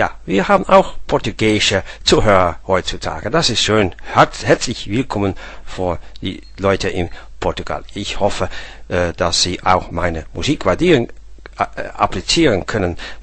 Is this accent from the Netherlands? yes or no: yes; Netherlands; German is a second language; now in Denmark; ich original komme ich aus Holland, aber ich wohne seit ja, anderthalb Jahr wohne ich in Denmark, in Dänemark, weil ich geheiratet bin.